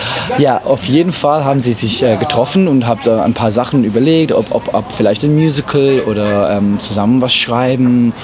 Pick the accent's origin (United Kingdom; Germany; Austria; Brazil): United Kingdom; England; German is a second language; Also ich bin Engländer, genau.